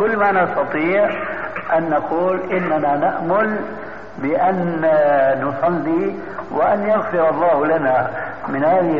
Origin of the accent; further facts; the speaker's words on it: Syria; وكما يقول عندنا في سوريا